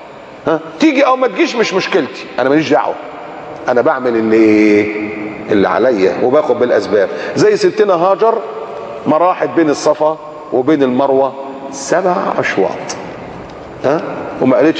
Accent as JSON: {"language": "Arabic", "country": "Egypt", "said": "احنا كمصريين كنا ما نقدرش نروح تركيا الا لما تروح السفاره وتاخد الفيزا من السفاره."}